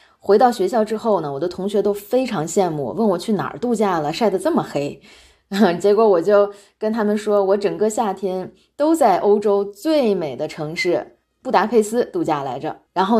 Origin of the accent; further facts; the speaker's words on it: Hungary; 我在匈牙利生活已经有20多年了，我从小在这里长大的。